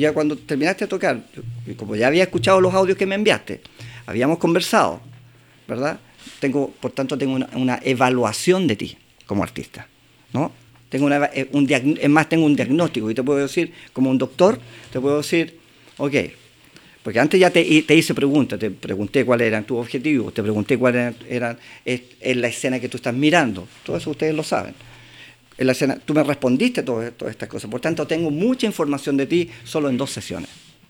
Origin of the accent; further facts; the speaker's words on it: Chile; el tema de producción musical aquí en Chile es tan complejo, porque como chilenos no estamos acostumbrados